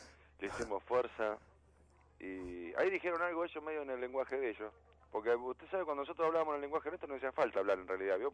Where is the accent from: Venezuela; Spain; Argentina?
Argentina; Moreno, Buenos Aires Province; Y nosotros somos de Moreno y de La Perlita